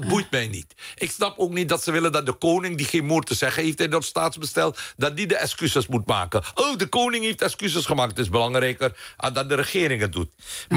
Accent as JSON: {"language": "Dutch", "country": "Suriname", "tie": "born or raised there", "said": "Ik ben opgegroeid in Suriname waar racisme gewoon normaal was."}